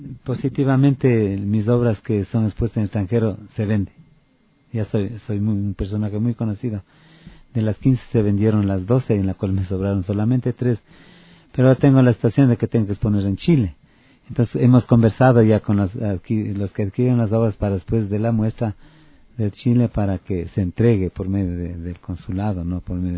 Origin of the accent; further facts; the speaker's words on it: Otavalo, Imbabura, Ecuador; para hacer acá en mi país y en mi tierra, Otavalo.